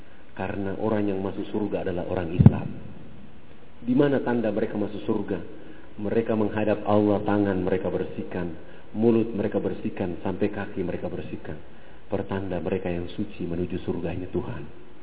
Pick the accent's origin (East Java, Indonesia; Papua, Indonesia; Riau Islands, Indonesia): Papua, Indonesia; Saya berhadapan dengan mereka karena saya orang Irian dan saya bicara Muslim